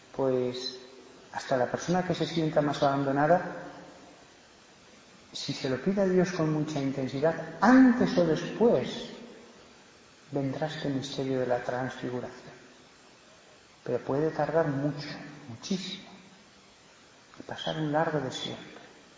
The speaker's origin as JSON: {"language": "Spanish", "town": "Barbastro", "region": "Aragon", "country": "Spain", "said": "en Barbastro, de donde soy"}